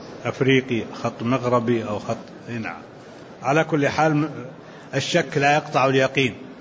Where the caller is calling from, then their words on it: Jordan; وعليكم السلام ورحمة الله وبركاته، أنا من الأردن